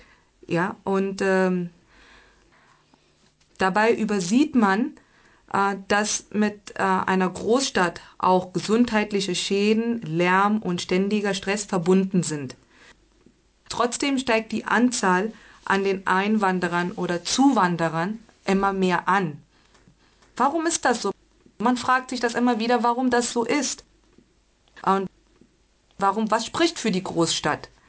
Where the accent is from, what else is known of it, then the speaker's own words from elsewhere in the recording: Bangalore, Karnataka, India; German is a second language; ich komme aus Indien, aus dem südlichen Staat, ja.